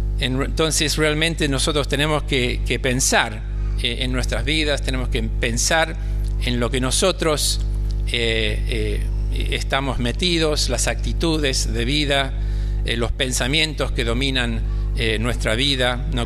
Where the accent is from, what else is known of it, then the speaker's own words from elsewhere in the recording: England, United Kingdom; Spanish is a second language; cuando vivía en Londres, soy inglés para que ustedes sepan, por eso hablo tan mal, ¿viste?